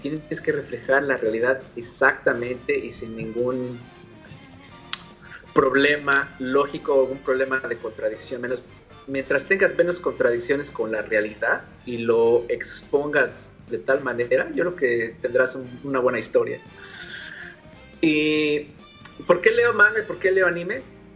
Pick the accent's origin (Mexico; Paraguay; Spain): Mexico; yo me crié en Latinoamérica, en México específicamente